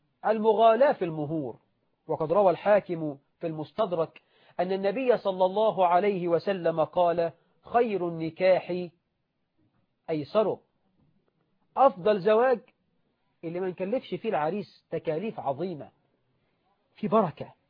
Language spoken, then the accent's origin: Arabic; Egypt; احنا عندنا في مصر على سبيل المثال 9 مليون بنت عانس عدت 35 سنة وهي بلا زوج